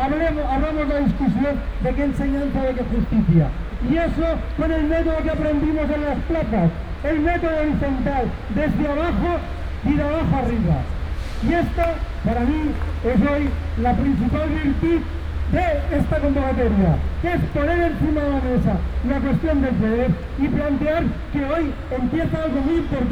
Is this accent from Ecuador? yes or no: no; Barcelona, Catalonia, Spain; Hola, buenas tardes, vengo de Barcelona.